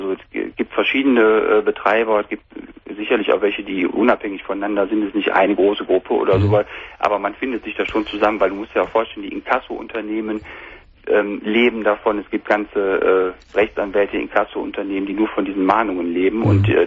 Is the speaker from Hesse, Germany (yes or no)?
no; North Rhine-Westphalia, Germany; Ich komme aus der Nähe von Köln.